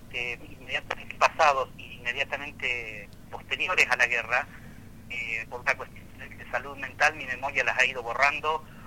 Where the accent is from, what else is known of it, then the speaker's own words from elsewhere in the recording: Argentina; tanto ingleses como argentinos estábamos armados